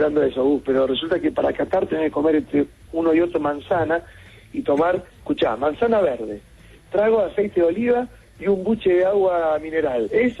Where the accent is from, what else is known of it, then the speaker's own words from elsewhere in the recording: Argentina; como buenos argentinos que somos